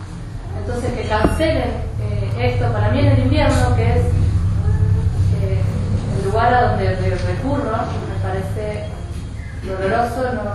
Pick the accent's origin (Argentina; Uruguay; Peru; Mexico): Argentina; Capilla del Monte, Córdoba; soy de Capilla del Monte, de toda la vida. Soy artista callejera.